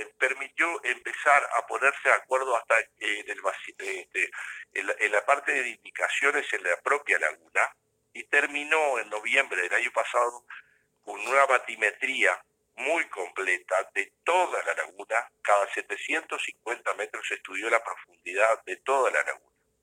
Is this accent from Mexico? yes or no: no; Uruguay; nosotros somos la delegación uruguaya, que está presidida por quien habla.